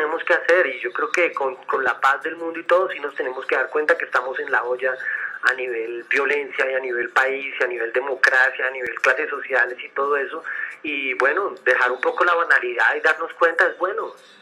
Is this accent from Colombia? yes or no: yes; Colombia; nosotros como colombianos también tenemos que parar ya